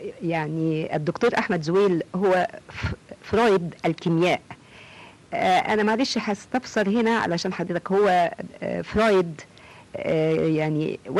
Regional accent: Egypt; وأقول أنا مصرية، أنا من بلد

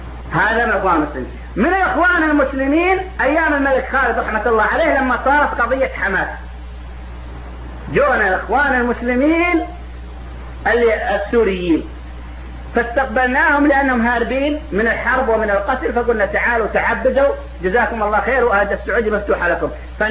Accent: Saudi Arabia; وكانت الجامعات عندنا في السعوديه في بدايتها

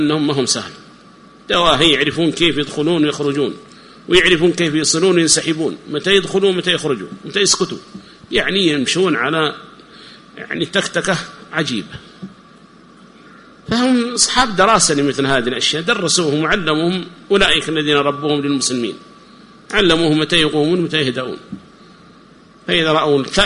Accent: Yemen; الذين يسمون عندنا في اليمن بحزب الإصلاح

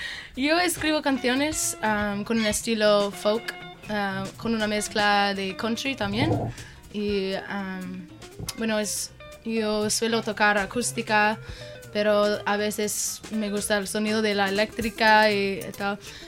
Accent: Los Altos, California, United States; now in Getxo, Spain; Bueno, vengo de San Francisco, California. Yo vivo en un pueblo que se llama Los Altos.

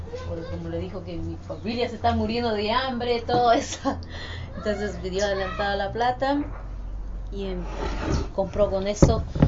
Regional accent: Bolivia; now in Argentina; Cuando yo llegué de Bolivia con mi hija, él a mí me trató muy mal.

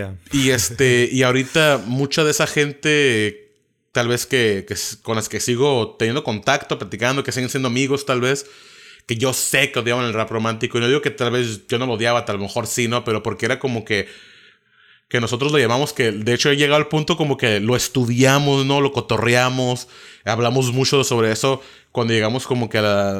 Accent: Mexico; te voy a tomar un rap mexicano porque yo soy mexicano, lo estoy haciendo en México, ¿no?

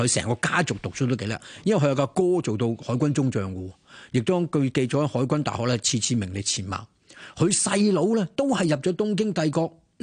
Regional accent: China; 如果我哋中國人角度嚟講，係難以接受嘅

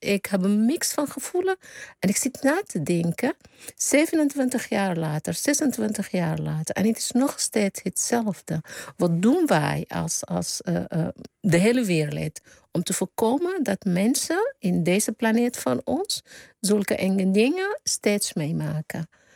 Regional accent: Sudan; Dutch is a second language; now in Netherlands; op het moment wordt geschoten in Sudan, waar ik vandaan kom.

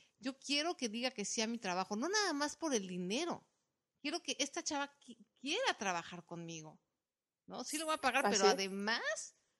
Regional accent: Mexico; por lo menos en mi país, en México

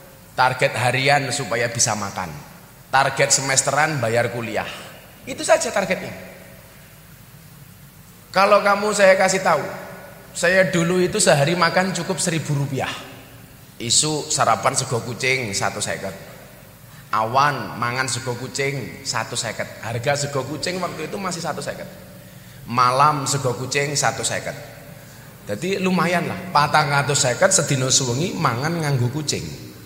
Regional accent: Yogyakarta, Special Region of Yogyakarta, Indonesia; also born or lived in Lampung; Saya aslinya Bandengan sini, Tegal Sari. Lahir di Lampung. Gede ning Yogyakarta. … putra Jawa kelahiran Sumatera.

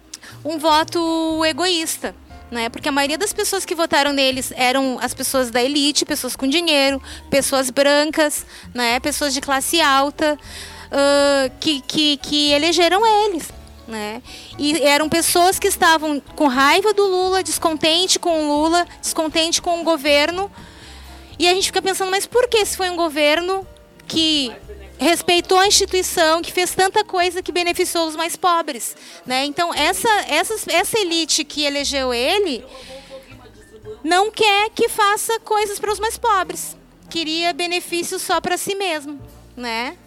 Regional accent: Brazil; Por eu ser branquinha do olho claro. Eu sou brasileira, eu tenho sangue negro também.

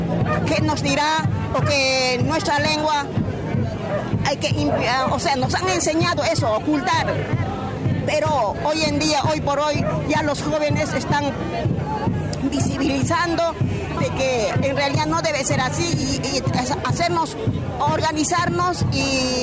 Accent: Puno, Peru; first language Aymara; Spanish is a second language; soy de Perú, de nación aymara, y soy sur de Perú, que se llama Julipuno, Perú. Bueno, yo soy de nación aymara, tengo mi lengua madre, que es el aymara.

